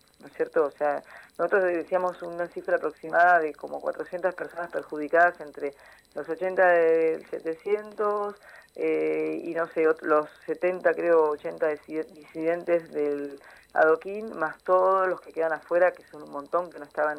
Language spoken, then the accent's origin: Spanish; Argentina; also born or lived in Venezuela / Brazil; yo me formé en Venezuela, viajé a España, viajé a Brasil, viví muchos años en Brasil. Soy argentina